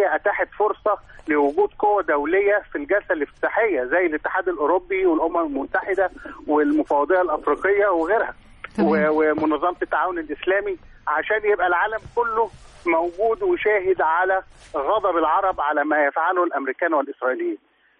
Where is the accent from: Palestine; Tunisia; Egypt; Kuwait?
Egypt; عايز اتكلم بصفتي مواطن مصري عربي